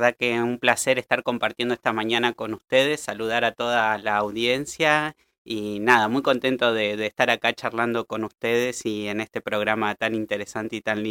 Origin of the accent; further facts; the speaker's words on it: La Pampa, Argentina; los llevé a mi pueblo, que también fue la revolución. 5 afiches en La Pampa